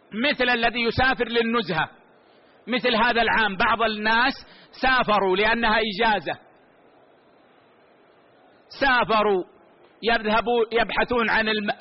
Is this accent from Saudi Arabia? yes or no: yes; Saudi Arabia; والله عندنا في السعودية مشددين، ممنوع شرب الخمر